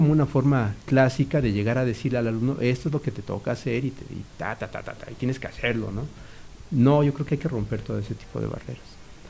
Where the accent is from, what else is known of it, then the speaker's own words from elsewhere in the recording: Mexico City, Mexico; moved away as an adult; yo nací y crecí en el DF, ¿no? Ahí estudié y ahí viví hasta los 30 y tantos años, y tengo cerca de 20 y tantos años viviendo acá.